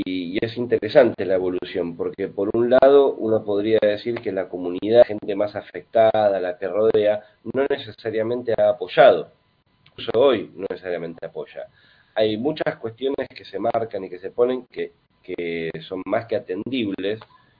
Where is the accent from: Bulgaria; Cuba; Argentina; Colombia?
Argentina; Buenos Aires; no del Bolsón, yo soy de Buenos Aires.